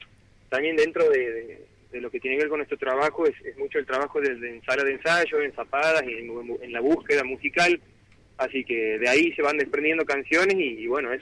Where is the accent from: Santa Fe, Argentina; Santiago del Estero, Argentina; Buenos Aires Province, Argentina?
Santiago del Estero, Argentina; Somos todos de Santiago Capital.